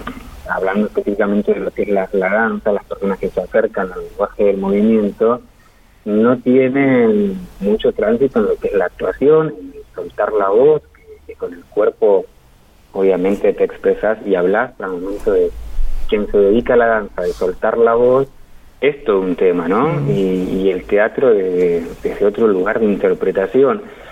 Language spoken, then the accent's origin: Spanish; Santa Rosa, La Pampa, Argentina; a mi generación, que nos fuimos de Santa Rosa en busca de propuestas que no había acá.